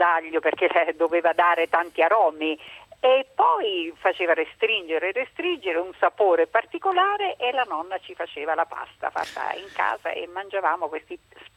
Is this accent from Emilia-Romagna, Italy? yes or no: yes; Fiorano Modenese, Emilia-Romagna, Italy; Io sono di Fiorano Modenese, in provincia di Modena.